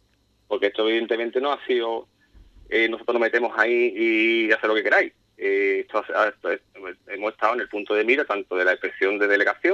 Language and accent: Spanish; Ubrique, Andalusia, Spain; pero yo soy de Ubrique y a mí mi cuerpo me duele, ¿no?